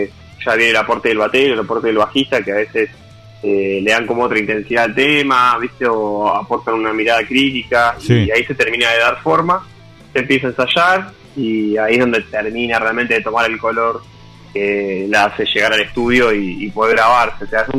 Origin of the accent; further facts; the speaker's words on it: Tigre, Buenos Aires Province, Argentina; banda de Zona Norte, donde todos somos de Tigre